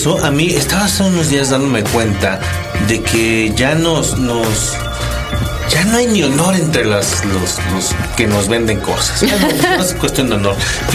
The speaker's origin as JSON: {"language": "Spanish", "region": "Tabasco", "country": "Mexico", "lives_now": "Mexico City, Mexico", "said": "nosotros somos de Tabasco, vino al DF a comprarse un auto porque acá sale más barato."}